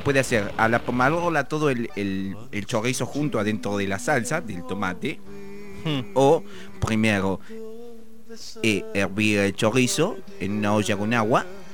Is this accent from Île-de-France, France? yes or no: yes; Paris, Île-de-France, France; born there; Spanish is a second language; es un dialecto que tenemos en París, en una parte de París donde yo nací.